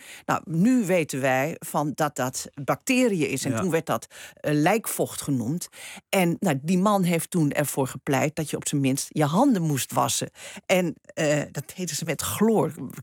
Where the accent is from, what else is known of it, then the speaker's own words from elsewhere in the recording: Netherlands; daar danken wij nu aan dat we als Nederlanders gemiddeld 26 kilo suiker per persoon per jaar eten.